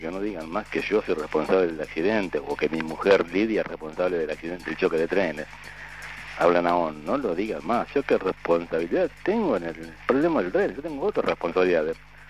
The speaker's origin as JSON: {"language": "Spanish", "country": "Argentina", "said": "yo tengo otras responsabilidades como argentino y como padre de familia."}